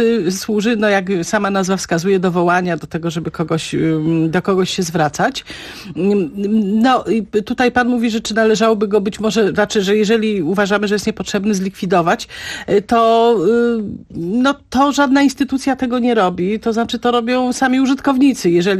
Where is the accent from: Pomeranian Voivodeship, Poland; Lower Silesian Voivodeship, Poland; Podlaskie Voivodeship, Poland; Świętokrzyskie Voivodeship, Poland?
Świętokrzyskie Voivodeship, Poland; Kielce; ja się wychowałam w Kielcach i tam wtedy tego nie zauważyłam